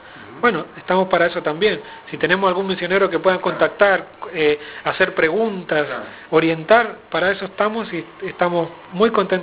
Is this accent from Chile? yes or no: yes; Chile; Sí, tengo que decir sipo, porque los chilenos decimos sipo. Y a pesar de que a veces se me sale el acento argentino, ¿viste?